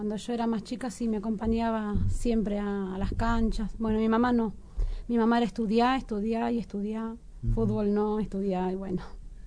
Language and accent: Spanish; Merlo, Buenos Aires Province, Argentina; yo soy del barrio de Merlo, Merlo Norte